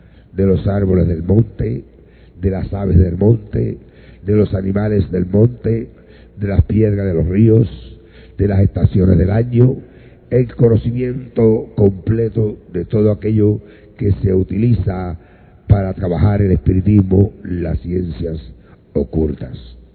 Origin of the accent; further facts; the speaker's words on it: Añasco, Puerto Rico; en el barrio Ovejas de Añasco, de donde yo soy natural, donde nació mi madre, a las orillas del río Grande de Añasco, frente al monte de los ríos.